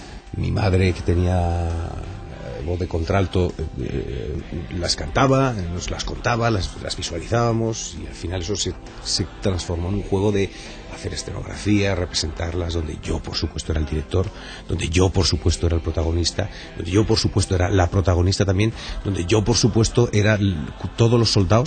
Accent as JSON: {"language": "Spanish", "country": "Panama", "tie": "born there", "said": "Nací en Panamá de casualidad, porque en aquella época los aviones tenían unos transbordos que duraban 4 días, 5 días."}